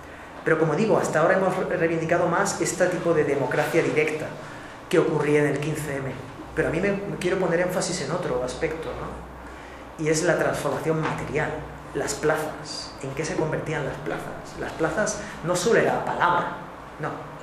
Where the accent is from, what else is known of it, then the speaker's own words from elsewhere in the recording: Valencia, Valencian Community, Spain; La plaza, yo soy de Valencia